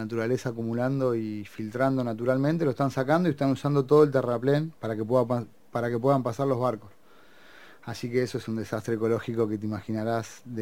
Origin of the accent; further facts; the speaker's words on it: La Plata, Buenos Aires Province, Argentina; yo me crié acá en La Plata y muchísimo en Atalaya, en Magdalena